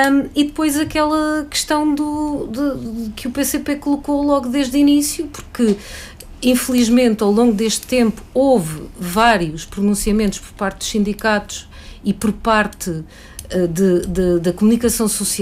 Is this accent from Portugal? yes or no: yes; Lisbon, Portugal; eu deixei de andar naquele equipamento como lisboeta